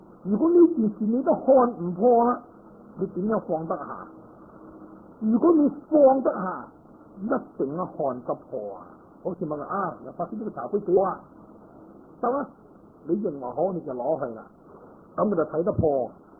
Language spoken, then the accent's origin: Cantonese; Guangdong, China; 即系我哋广东人话，咁咪由得佢啦